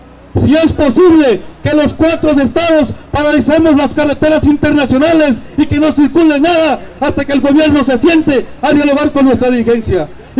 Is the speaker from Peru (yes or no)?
no; Juchitán, Oaxaca, Mexico; Yo soy de Juchitán, Oaxaca, compañeras y compañeros.